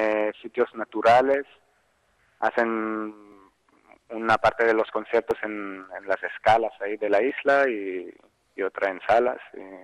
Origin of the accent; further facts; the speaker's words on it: Israel; also born or lived in Russia; yo soy ruso, pero nacido en Rusia, pero viví hasta los 23 años en Israel. Así que llegué a Rusia muy pequeñito y mi pasado es más israelí que ruso.